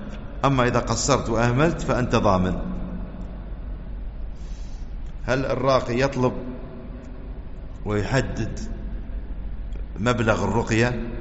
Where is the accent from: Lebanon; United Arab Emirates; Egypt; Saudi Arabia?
United Arab Emirates; ويحفظنا ويحفظ بلادنا الإمارات من كل سوء وفتنة